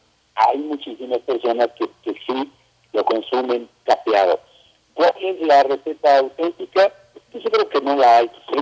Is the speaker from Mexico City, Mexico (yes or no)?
no; Puebla, Mexico; Yo, en lo personal, te puedo decir que la soy poblano.